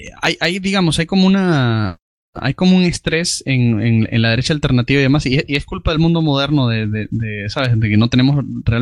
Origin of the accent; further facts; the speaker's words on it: Spain; yo soy español